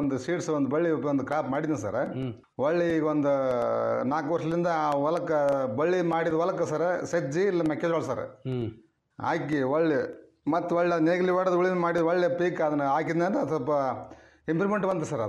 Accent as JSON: {"language": "Kannada", "town": "Chilakamukhi", "region": "Karnataka", "country": "India", "said": "ಕೊಪ್ಪಳ ಜಿಲ್ಲಾ ಕೊಪ್ಪಳ ತಾಲೂಕು ರೀ. ಚಿಲಕಮುಖಿ ಗ್ರಾಮ"}